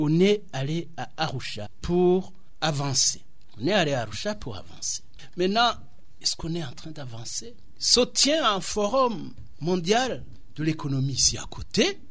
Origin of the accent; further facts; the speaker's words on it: Burundi; on est Burundais, on connaît les Burundais, on connaît surtout le Burundi.